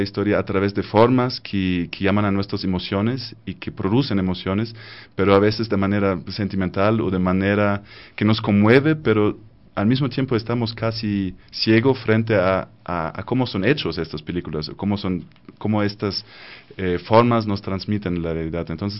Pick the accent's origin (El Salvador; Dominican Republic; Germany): Germany; Spanish is a second language; como alemán, nosotros desde la niñez tenemos casi un bombardeamiento de películas que tenemos que ver